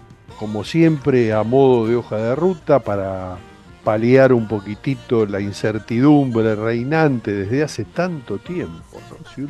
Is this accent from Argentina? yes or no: yes; Argentina; a nosotros como argentinos, digo, a la distancia